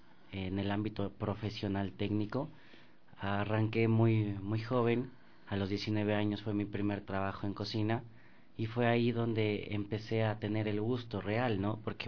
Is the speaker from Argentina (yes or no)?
no; Ecuador; Nosotros somos ecuatorianos, pero a pesar de ser ecuatorianos no estamos lejos de ser hermanos en la comunidad andina